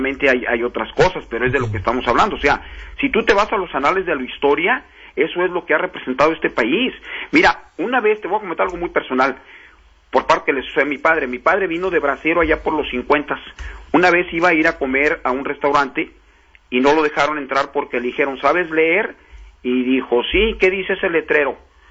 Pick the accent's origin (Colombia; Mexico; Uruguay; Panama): Mexico; somos nosotros los mexicanos que vivíamos en el sur de los Estados Unidos